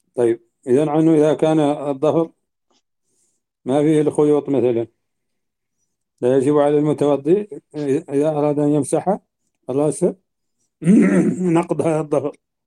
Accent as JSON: {"language": "Arabic", "country": "Mauritania", "said": "يمكن أن لا تكون موجودة عندنا في موريتانيا"}